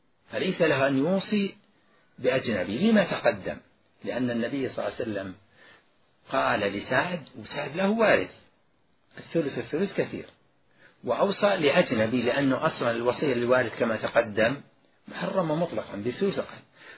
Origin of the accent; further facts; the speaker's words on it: Najd, Saudi Arabia; لذلك سبقا ذكرت ما يوجد عندنا في نجد